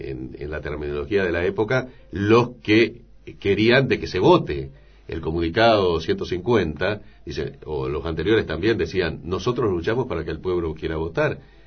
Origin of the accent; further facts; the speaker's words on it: San Salvador, Entre Ríos, Argentina; also born or lived in Jubileo / Concordia; Yo nací en Jubileo, hice los primeros años de la escuela primaria en Jubileo, un pueblo prácticamente inexistente. Cuarto, quinto y sexto grado lo hice en San Salvador